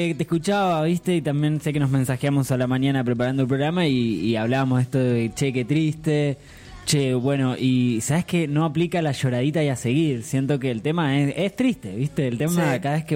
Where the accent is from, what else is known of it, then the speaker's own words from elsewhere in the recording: Argentina; esto es lo que nos marca como historia, como pueblo argentino, a no quedarse callados